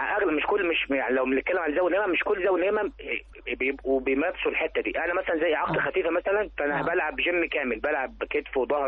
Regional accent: Sohag, Sohag Governorate, Egypt; now in Cairo, Egypt; سوهاجي وبدات 98 يمكن في سوهاج لما جيت القاهره هنا

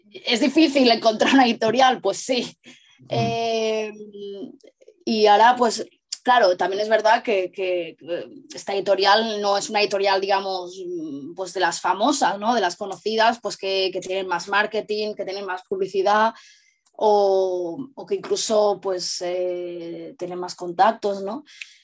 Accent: Barcelona, Catalonia, Spain; yo soy de Barcelona, incluso fui en persona, ¿no?

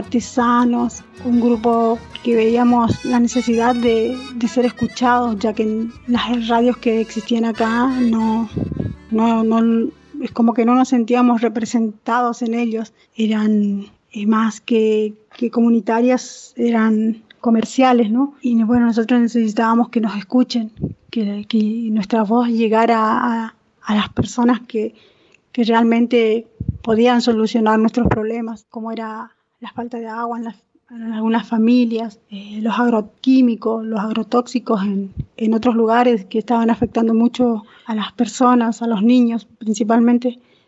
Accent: Goya, Corrientes, Argentina; soy de Paraje Buenavista, en el departamento de Goya, en la provincia de Corrientes.

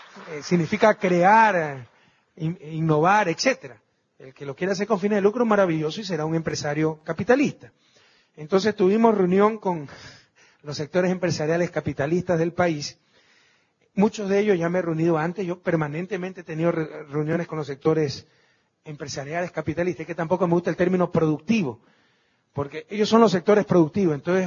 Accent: Guayas, Ecuador; now in Quito, Ecuador; los martes le estamos destinando al puerto principal, mi ciudad natal.

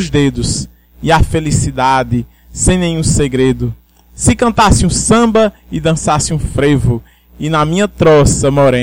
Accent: Triunfo, Pernambuco, Brazil; Triunfo, uma cidade do sertão onde eu brinquei minha infância e um pouco de minha adolescência toda

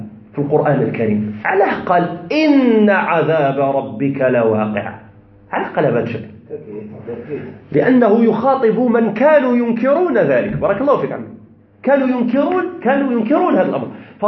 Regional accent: Tizi Ouzou, Tizi Ouzou Province, Algeria; هذه أنا يعني مع أنا ابن مدينة تيزي وزو، ومع ذلك لأسباب لا أريد الخوض فيها لا أحسن الأمازيغية، ما نعرفش قبيلية لأسباب.

